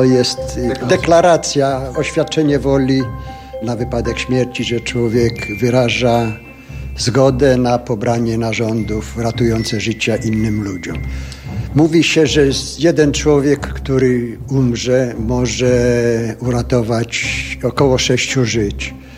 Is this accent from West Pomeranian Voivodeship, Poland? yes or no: no; Lublin, Lublin Voivodeship, Poland; u siebie w Lublinie, bo ja z Lublina pochodzę.